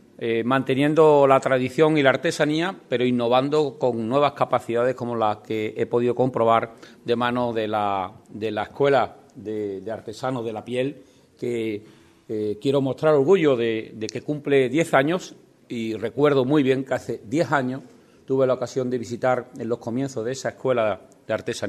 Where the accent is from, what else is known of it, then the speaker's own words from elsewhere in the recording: Ubrique, Andalusia, Spain; Gracias por invitarme una vez más a estar aquí en mi pueblo, en Ubrique